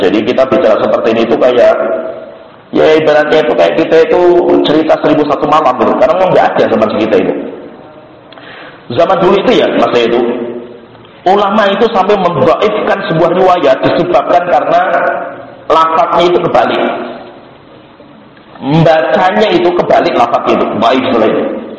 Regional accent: Java, Indonesia; Kita orang Jawa. Kita itu orang Jawa.

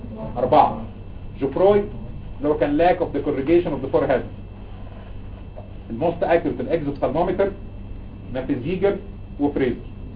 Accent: Egypt; بس احنا بتعرف عندنا في مصر الاصاله والعراقه والحضاره 7000 سنه

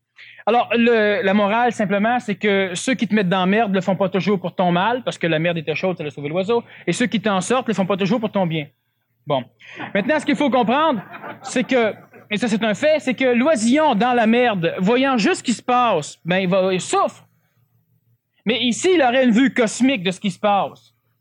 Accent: Canada; Moi, je suis un Canadien parce que je ne suis pas américain.

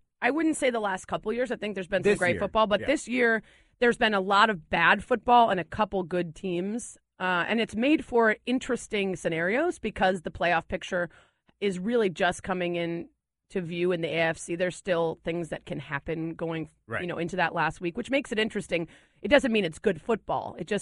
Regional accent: Chicago, Illinois, United States; Like, I'm from Chicago. If Jay Cutler doesn't throw three picks, I think it's a good job.

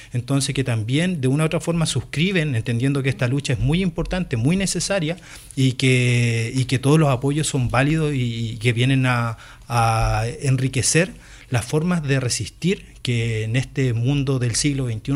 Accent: Chile; born there; la sensación de Connie nació en Chile, yo nací en Chile, ¿vale? Entonces, por una cuestión de documento, por lo menos de identidad, tenemos esa nacionalidad.

